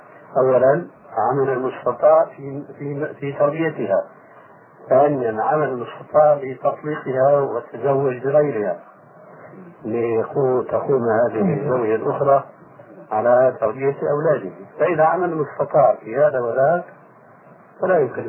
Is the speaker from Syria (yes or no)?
yes; Syria; والعام يقولون عندنا في سوريا الخرف من الفارس